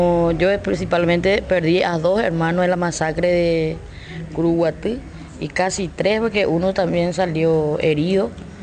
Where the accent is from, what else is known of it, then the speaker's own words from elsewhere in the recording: Paraguay; nosotros como campesinos exigimos, ¿verdad?, que se investigue, porque tenemos nuestra dignidad, somos paraguayos